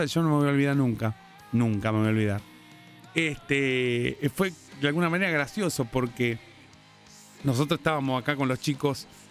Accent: Argentina; a pesar que ellos son alemanes y nosotros somos argentinos.

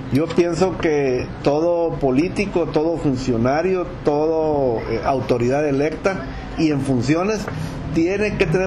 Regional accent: Mexico; yo primero soy un ciudadano mexicano

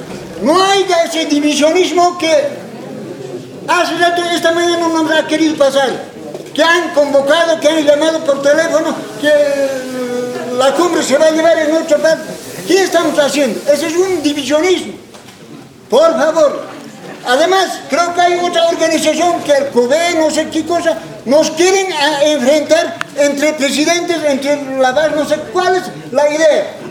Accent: El Alto, La Paz, Bolivia; ha dicho que soy del Alto, ha dicho que soy del Distrito 8

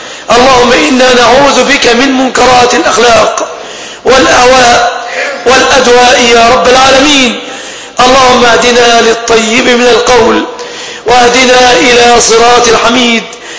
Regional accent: Egypt; بلادنا مصر

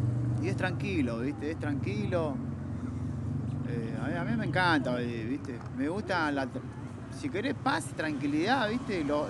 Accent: Quilmes, Buenos Aires Province, Argentina; yo viví casi toda mi vida ahí, ¿viste? Mis vecinos me conocen de chiquito, ¿viste? Me vieron crecer y nada, es hermoso, ¿viste? Soy de Quilmes porque vivo en Quilmes. Me encanta Quilmes también

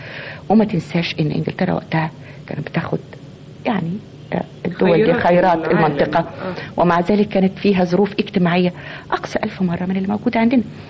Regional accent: Egypt; إن إحنا العيب مش فينا كمصريين، ومش العيب مش في المصري كمصري أو في المصرية كمصرية

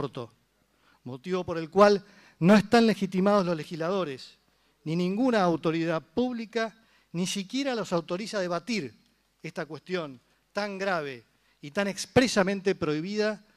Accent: Argentina; en quien creemos como argentinos

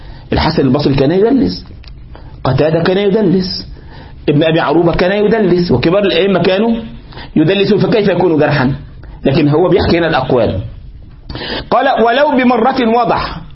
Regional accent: Egypt; انت تفهم بقى عندنا في مصر يقول في الرياض يبقى معناها ايه؟

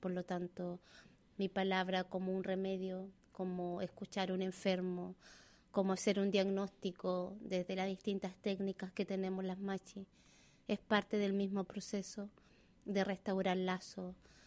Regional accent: Osorno, Los Lagos, Chile; yo crecí en la ciudad, en la Huaría, Chauracahuín, lo que se llama Osorno en español. Y si bien vengo de un Cupán, de un origen machi por mi abuela, por mi bisabuela materna

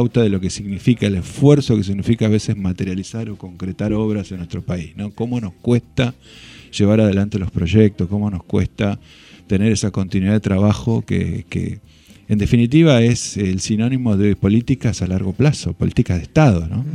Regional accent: La Plata, Buenos Aires Province, Argentina; yo soy platense

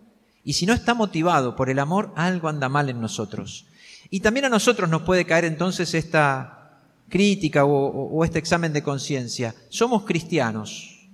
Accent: Argentina; en este tiempo que nos toca vivir como argentinos

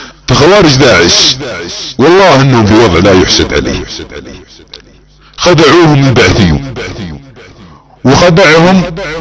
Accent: Saudi Arabia; accent: Saudi; على لهجتنا السعوديه

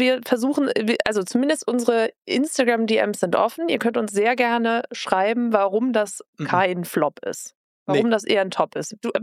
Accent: Northern Germany, Germany; Ja, du, ich komme ja auch aus der Ecke, ne?

